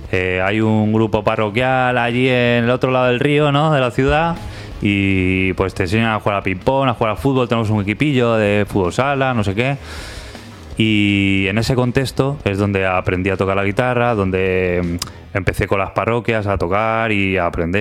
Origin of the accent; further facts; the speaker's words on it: Salamanca, Castile and León, Spain; porque yo soy de Salamanca